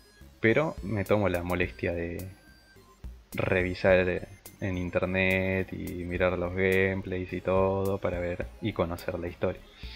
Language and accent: Spanish; Argentina; lo que no contaba es que somos argentinos nosotros y podemos piratear